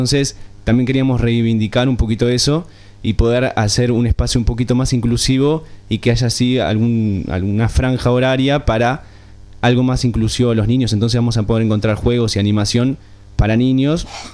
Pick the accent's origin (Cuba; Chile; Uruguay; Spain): Uruguay; bien llevado a nuestra tradición como uruguayos